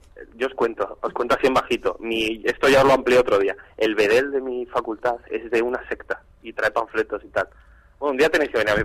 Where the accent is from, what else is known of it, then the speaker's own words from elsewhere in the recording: Madrid, Community of Madrid, Spain; yo soy de Madrid, tengo que decir calas